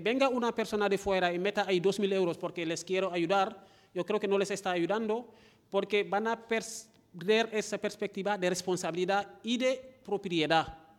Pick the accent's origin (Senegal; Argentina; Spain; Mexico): Senegal; Soy de Senegal y ahí lo llamamos tontín.